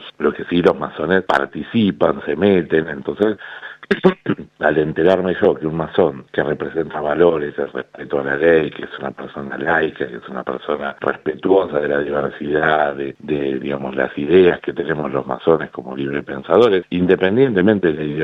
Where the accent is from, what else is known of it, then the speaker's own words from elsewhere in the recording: Argentina; nosotros decimos que como argentinos somos campeones mundiales en dividirnos por dos